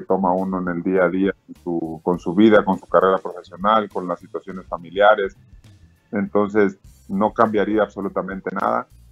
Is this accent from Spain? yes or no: no; Mexico; como mexicanos, los que tenemos ese arraigo con nuestro país, nos sintamos arropados, nos sintamos respaldados.